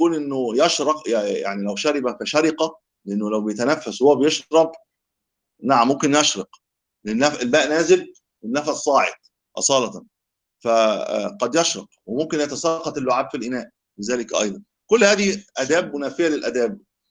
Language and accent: Arabic; Egypt; إحنا نقول شربة عندنا في مصر.